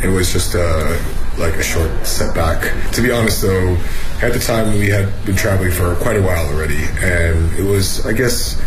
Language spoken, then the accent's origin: English; Canada; now in Beijing, China; I'm from Canada, and I'm a chef in Beijing